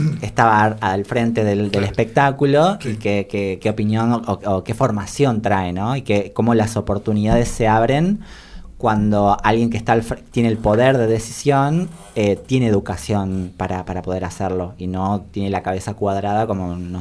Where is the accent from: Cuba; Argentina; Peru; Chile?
Argentina; Tucumán; moved away; Yo soy tucumana, eso también a mí me hace mirar las cosas de una manera totalmente distinta. Me fui de Tucumán por la violencia que había en la provincia en el 2007